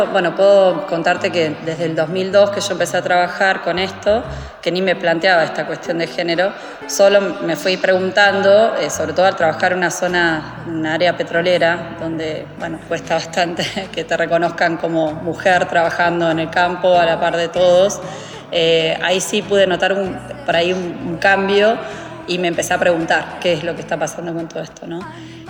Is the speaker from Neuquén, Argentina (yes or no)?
yes; Neuquén, Argentina; born there; also born or lived in Buenos Aires; Yo estudié en Buenos Aires, en la UBA, si bien soy de Neuquén, nací en Neuquén, me fui a estudiar para Buenos Aires.